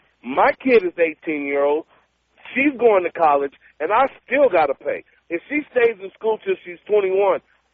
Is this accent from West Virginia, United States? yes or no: no; San Francisco, California, United States; I'm from San Francisco, and I'm a Class A driver.